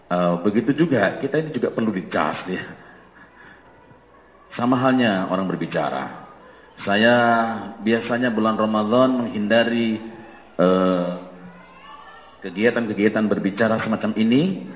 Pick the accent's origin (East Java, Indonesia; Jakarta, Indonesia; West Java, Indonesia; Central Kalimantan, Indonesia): East Java, Indonesia; Jombang; Saya dari Jombang, tahu Jombang ya?